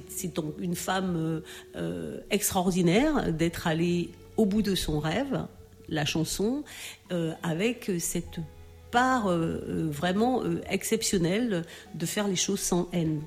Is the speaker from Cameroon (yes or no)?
yes; Cameroon; born there; vu que je suis née au Cameroun